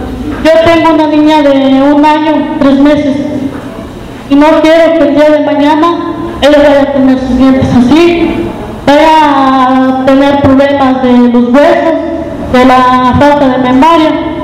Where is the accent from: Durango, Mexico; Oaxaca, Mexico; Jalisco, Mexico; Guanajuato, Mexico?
Guanajuato, Mexico; San Luis de la Paz; vengo del municipio de San Luis de la Paz